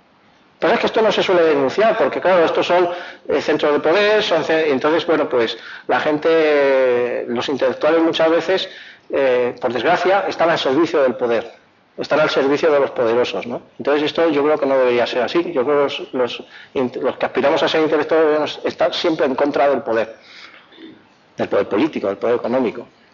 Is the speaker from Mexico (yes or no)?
no; Madrid, Community of Madrid, Spain; yo vengo de Castilla, es decir, yo vengo de Madrid, yo vengo de lo que es el centro político del Estado